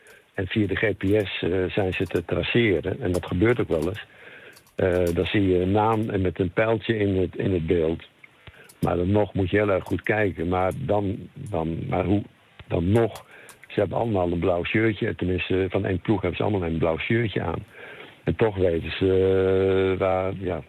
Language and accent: Dutch; Netherlands; Dus daardoor denk ik dat we als Nederlander